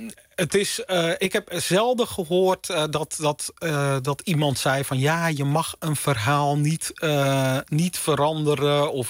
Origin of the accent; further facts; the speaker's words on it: North Holland, Netherlands; ik kom dus uit de Zaanstreek.